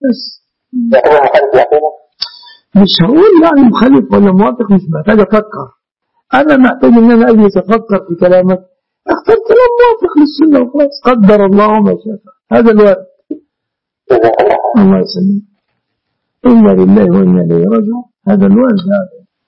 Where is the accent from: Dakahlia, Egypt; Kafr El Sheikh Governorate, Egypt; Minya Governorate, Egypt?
Dakahlia, Egypt; أنا من المنصورة قرية جنب المنصورة